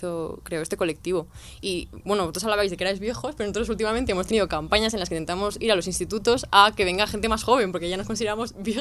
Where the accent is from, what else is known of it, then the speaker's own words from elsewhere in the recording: Zaragoza, Aragon, Spain; now in Madrid, Spain; Pues yo no soy de Madrid, soy de Zaragoza